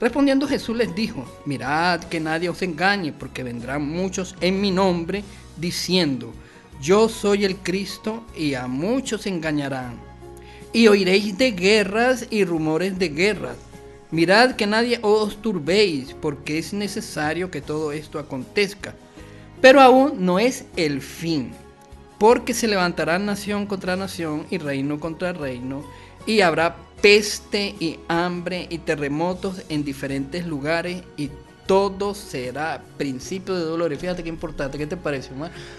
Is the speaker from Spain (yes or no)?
no; Venezuela; Los que somos los venezolanos, ¿verdad?